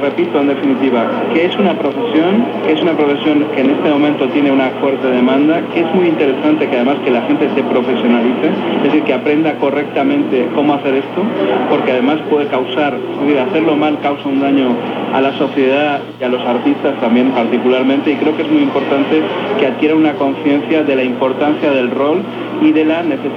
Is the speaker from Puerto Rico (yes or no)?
no; Spain; moved away as an adult; now in Mexico; Yo vine 5 años también desde España en la búsqueda de esas oportunidades que a mí en México me ha concedido, y estoy muy agradecido a este país